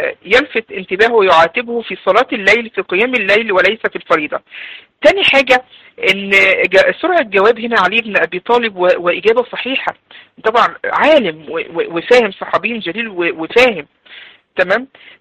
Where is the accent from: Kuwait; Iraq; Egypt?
Egypt; اللي هو عندنا في مصر علينا القورة، بيضرب على القورة بتاعته